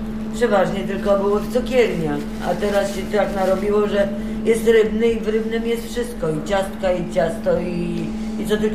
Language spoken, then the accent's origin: Polish; Wesoła, Masovian Voivodeship, Poland; Ja się wychowywałam w Wesołej pod Warszawą. To miasteczko było przecięte na pół torami kolejowymi, które biegną ze wschodu na zachód.